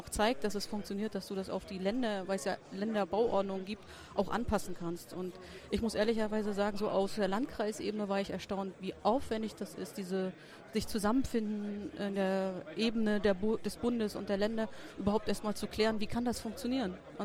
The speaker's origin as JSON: {"language": "German", "region": "Mecklenburg-Vorpommern", "country": "Germany", "said": "Ich komme aus Nordwestmecklenburg und ich beschäftige mich auch mit der Verwaltungsdigitalisierung."}